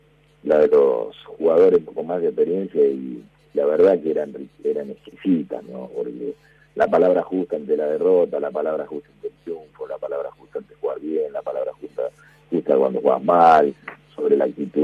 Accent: Argentina; estábamos en Brasil, somos argentinos y hablábamos en inglés

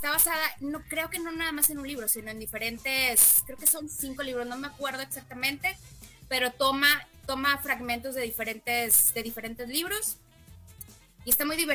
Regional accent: Mexico; vengo de México a verte, soy tu fan número uno

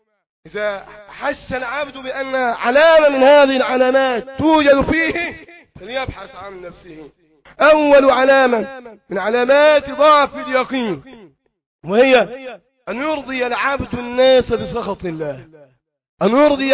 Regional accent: Egypt; في مرحلة متقدمة في بلدنا مصر وفي بعض البلاد العربية

